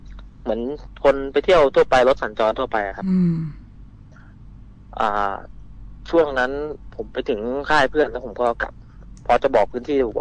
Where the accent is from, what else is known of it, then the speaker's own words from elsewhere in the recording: Nakhon Ratchasima, Thailand; ผมเป็นพื้นเพคนโคราชนะครับ